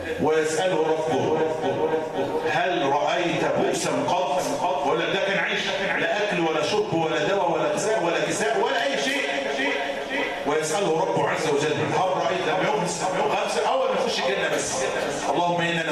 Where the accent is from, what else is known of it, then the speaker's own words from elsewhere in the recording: Egypt; اللهم اجعل بلدنا مصر أمنا أمانا سخاء رخاء